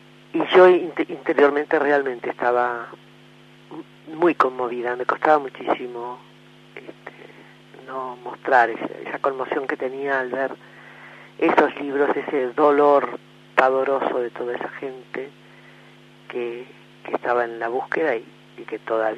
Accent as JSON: {"language": "Spanish", "country": "Argentina", "said": "nuestra historia y nuestra vida como argentinos"}